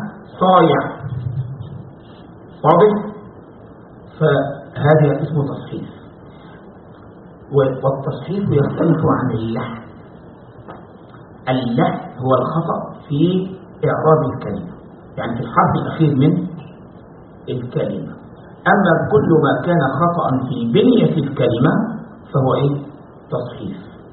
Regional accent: Egypt; عندنا في مصر يقول لك يا بخت منظره خفيف

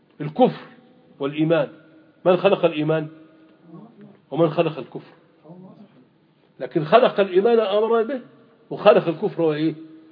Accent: Egypt; ماذا طبقت في الشريعة عندنا في مصر الآن سنتين؟

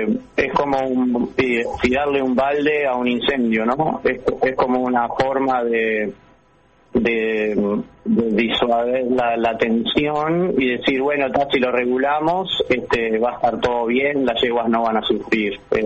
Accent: Uruguay; nosotros ya firmamos todos como uruguayos por el bienestar de los animales en nuestro país

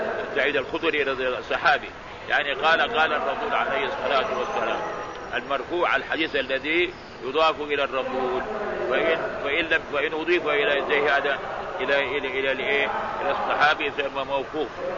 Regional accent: Baghdad, Baghdad Governorate, Iraq; حدثنا بهذا الحديث في بلد بغداد في بلدي بغداد

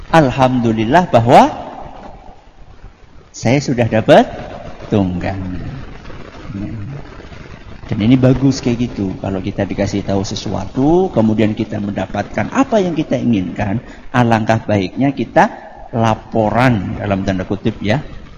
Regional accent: Java, Indonesia; Karena kita ini orang Jawa. Orang Jawa itu dominan pekewuh.

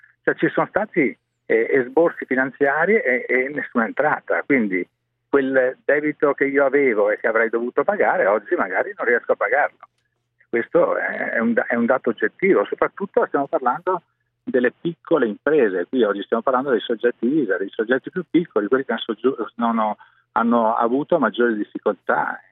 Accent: Venice, Veneto, Italy; Io sono veneziano, Venezia è una città che vive il turismo.

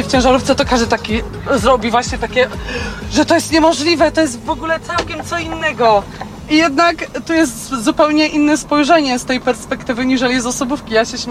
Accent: Pomeranian Voivodeship, Poland; Ja jestem miłośniczką kaszub. Ja się zresztą na Kaszubach wychowałam i jakoś to jest chyba moje miejsce na ziemi.

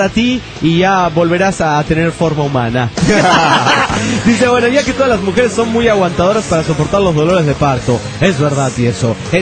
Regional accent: Monterrey, Nuevo León, Mexico; de Monterrey, Nuevo León, México.

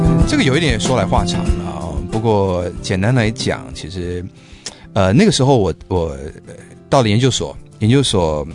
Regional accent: New York, United States; 那我在纽约长大的，所以我就马上就意识到说好像有什么东西不对劲

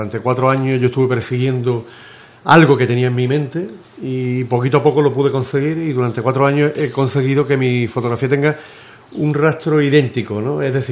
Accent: Ubrique, Andalusia, Spain; also born or lived in Estepona; soy de Ubrique, me siento de Ubrique, aunque haya nacido en Estepona, en Málaga. Aquí tengo toda mi infancia de los 10 años, mis amigos y mi vida. Lo que pasa es que a los 14 años salí de Ubrique y volví con 22

